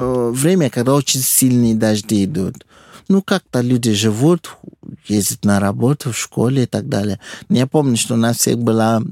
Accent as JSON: {"language": "Russian", "region": "Lagos", "country": "Nigeria", "tie": "born or raised there", "second_language": "Russian", "said": "Я родился в Лагосе."}